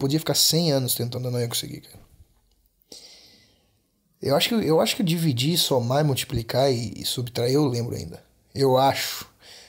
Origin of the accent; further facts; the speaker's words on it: Brazil; born there; nós europeus, que nascemos no Brasil por azar, gostamos de Búzios